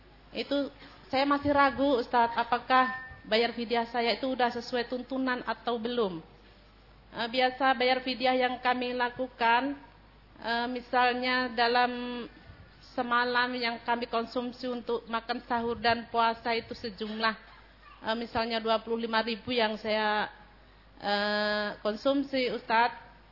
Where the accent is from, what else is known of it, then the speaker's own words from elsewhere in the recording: West Sumatra, Indonesia; asal dari Kampung Sungai Limau, Nagari Sungai Sri, Kecamatan Silaut, Kabupaten Pesisir Selatan, Sumatera Barat.